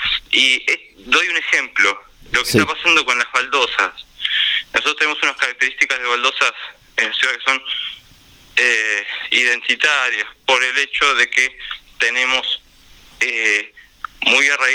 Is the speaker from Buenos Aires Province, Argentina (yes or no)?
yes; La Plata, Buenos Aires Province, Argentina; yo soy de Villalvira, mi barrio todavía no tiene veredas. Yo actualmente vivo por zona de Plaza Rocha, pero me crié en Villalvira, mi familia vive todavía allá